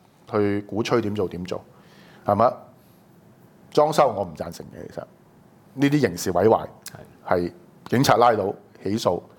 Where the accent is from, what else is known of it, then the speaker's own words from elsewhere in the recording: Hong Kong; 作為香港人，大家想清楚